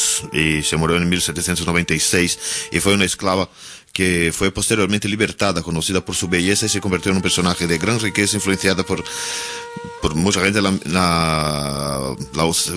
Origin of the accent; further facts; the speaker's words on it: São Paulo, Brazil; Sí, yo soy de Sao Paulo. Allí.